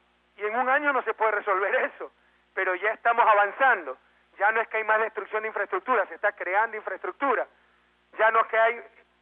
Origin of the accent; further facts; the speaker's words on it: Guayaquil, Guayas, Ecuador; desde este barrio tan querido, sector tan querido de mi ciudad natal, la Isla Trinitaria, un inmenso abrazo a todo Guayaquil